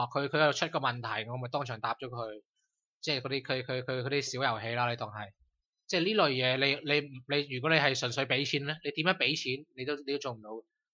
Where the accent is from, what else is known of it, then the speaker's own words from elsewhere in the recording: Hong Kong; 同佢讲我系香港嚟嘅